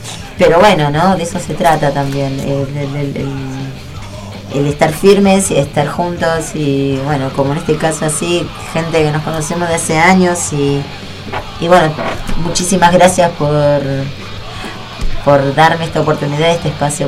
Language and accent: Spanish; José C. Paz, Buenos Aires Province, Argentina; Bueno, yo soy de José Paz, soy de zona norte